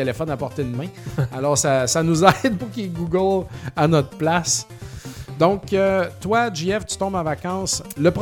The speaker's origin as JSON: {"language": "French", "town": "Saint-Joseph-de-Beauce", "region": "Quebec", "country": "Canada", "said": "parce que je viens de Saint-Joseph-de-Beauce"}